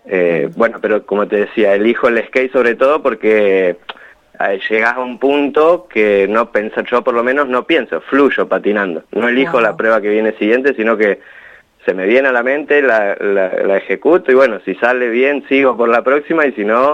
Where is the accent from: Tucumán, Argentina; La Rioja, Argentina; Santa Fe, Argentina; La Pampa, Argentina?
La Pampa, Argentina; General Pico; Había hecho algunas en General Pico, de donde yo soy oriundo